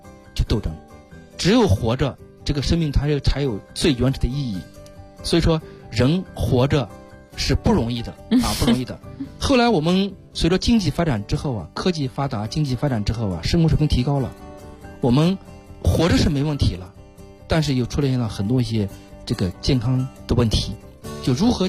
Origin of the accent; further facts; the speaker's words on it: China; 我们中国人啊在文化里边早就渗透着什么了？